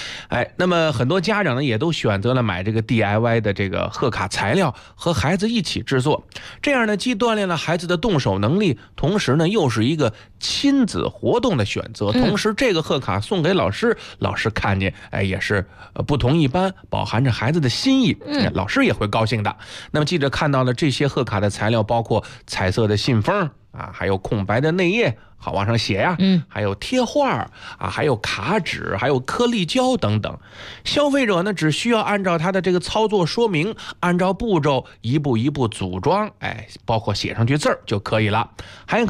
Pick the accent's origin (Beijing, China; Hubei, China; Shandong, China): Beijing, China; 咱们北京人说仙毫